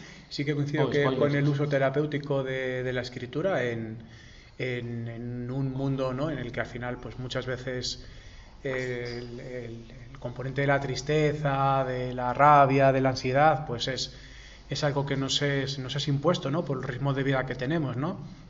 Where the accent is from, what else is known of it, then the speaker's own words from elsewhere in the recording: Pinto, Community of Madrid, Spain; somos tres personas de Pinto que nos ha unido esa vivencia, digamos, geográfica